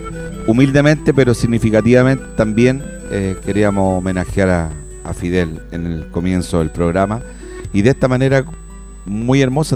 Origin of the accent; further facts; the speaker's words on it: Chile; Somos sudamericanos, somos un continente de paz, de armonía, y nosotros como chilenos nos acongoja todo lo acontecido.